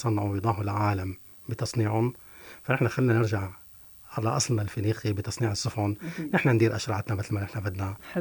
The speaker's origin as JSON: {"language": "Arabic", "region": "Tartus Governorate", "country": "Syria", "said": "نحن عندنا التراث السوري والتراث التقليدي عندنا في طرطوس له طابع خاص وله مميزات خاصة"}